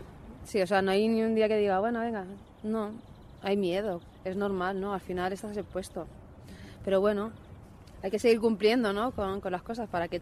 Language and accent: Spanish; Spain; also born or lived in Morocco; Yo soy nacida en Marruecos y criada aquí. Primero vino mi padre, luego vino mi madre y nos trajo, claro.